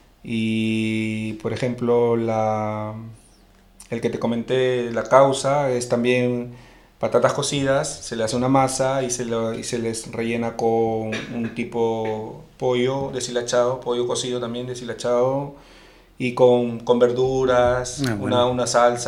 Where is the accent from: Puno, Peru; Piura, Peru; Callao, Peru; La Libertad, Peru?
Callao, Peru; moved away as an adult; now in Asturias, Spain; Yo soy de Perú, de Lima. Ahí en el Callao, que es un distrito de ahí de Lima, y bueno, llevo toda la vida ahí, poco tiempo acá en España, llegué a Asturias